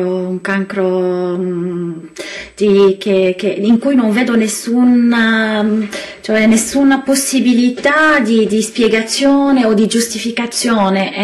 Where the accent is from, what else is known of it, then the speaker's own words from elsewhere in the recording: Lebanon; Italian is a second language; ho pensato che in Libano, il mio paese, i politici sono fatti per spingere la gente alla disperazione